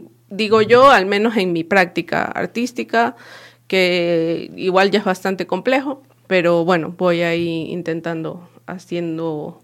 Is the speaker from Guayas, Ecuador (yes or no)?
yes; Guayaquil, Guayas, Ecuador; tiene muchas cosas de Guayaquil, de donde yo soy.